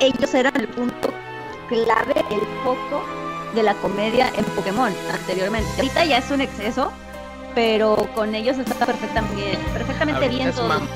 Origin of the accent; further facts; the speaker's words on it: northern Mexico, Mexico; De que yo, bueno, Pinkstar y yo somos del norte de México, del norte de la República.